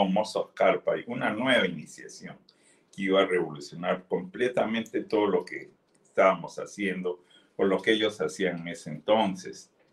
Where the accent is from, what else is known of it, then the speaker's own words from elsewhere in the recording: Peru; en mi país de origen, Perú